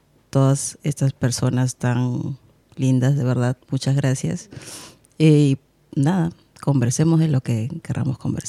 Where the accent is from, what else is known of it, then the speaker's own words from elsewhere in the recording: Lima, Peru; Vengo de Lima.